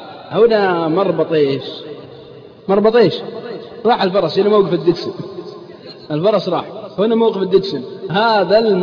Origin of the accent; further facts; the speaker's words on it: Al-Qassim, Saudi Arabia; عندنا في القصيم يقول مالي شغل